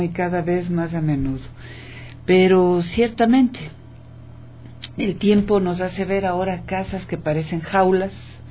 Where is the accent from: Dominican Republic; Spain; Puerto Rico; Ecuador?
Ecuador; nuestro sello como seres humanos, como ecuatorianas, como ecuatorianos